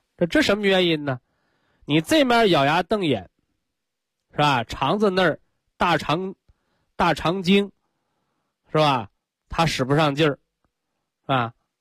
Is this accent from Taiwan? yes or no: no; China; 我们中国人讲啊